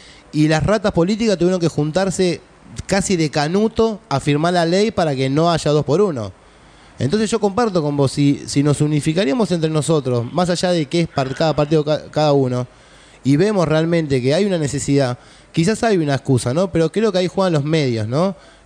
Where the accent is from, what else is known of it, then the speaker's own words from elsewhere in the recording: Paso del Rey, Buenos Aires Province, Argentina; porque yo soy de provincia como vos, yo sabés que soy yo de Paso de Rey